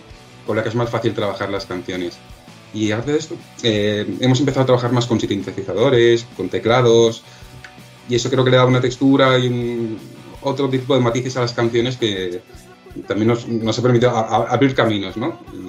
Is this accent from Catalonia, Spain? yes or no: yes; Badalona, Catalonia, Spain; Porque soy de Badalona, ¿no? Siempre he ido a ese concurso